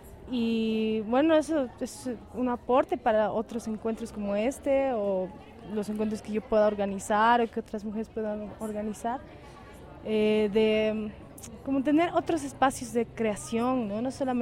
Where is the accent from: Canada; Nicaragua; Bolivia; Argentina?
Bolivia; Oruro; born there; now in La Paz, Bolivia; yo soy boliviana, nací en Oruro, pero vivo en La Paz hace muchos años.